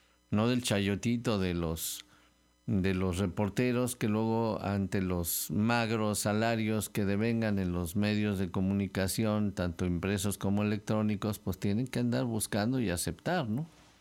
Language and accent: Spanish; Veracruz, Mexico; Bueno, pues sí, somos jarochos, estamos muy cerquita y nos queremos.